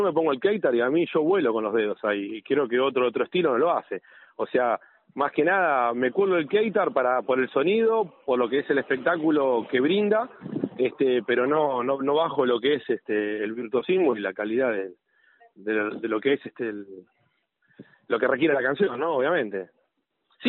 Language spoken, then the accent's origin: Spanish; Villa Ballester, Buenos Aires Province, Argentina; Los dos somos de Villa Ballester, sé que somos dos tecladistas de la misma zona